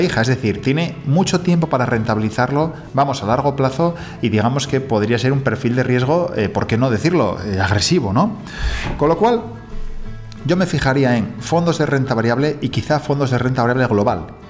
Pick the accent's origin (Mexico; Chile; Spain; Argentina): Spain; algo que el español, por norma, no está acostumbrado a hacer, porque somos más